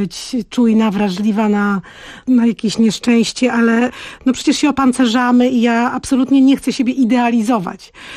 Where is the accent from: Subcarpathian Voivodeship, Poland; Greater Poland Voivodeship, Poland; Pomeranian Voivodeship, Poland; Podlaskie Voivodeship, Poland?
Podlaskie Voivodeship, Poland; Białystok; Jestem dziewczyną z Białegostoku, gdzie poczucie humoru podlaskie takie jest takie właśnie konkretne, specyficzne.